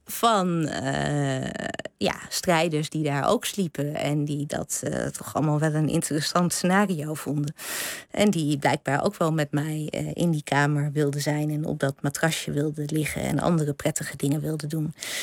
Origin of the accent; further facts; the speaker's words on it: Drenthe, Netherlands; ik ben opgegroeid in Drenthe.